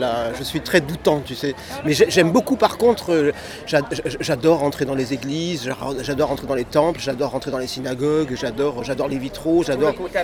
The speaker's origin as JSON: {"language": "French", "region": "Provence-Alpes-Côte d'Azur", "country": "France", "tie": "born or raised there", "said": "beaucoup bougé, en fait, voilà, parce qu'avec un papa dans l'armée, on passe de caserne en caserne, alors donc voilà... Mais j'ai grandi aussi en Provence"}